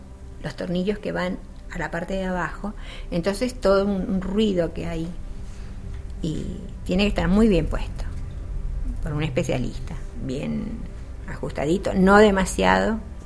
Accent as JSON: {"language": "Spanish", "country": "Spain", "said": "Como buenos españoles, al llegar a Sagunto no encontrábamos dónde estaba el salón y qué era."}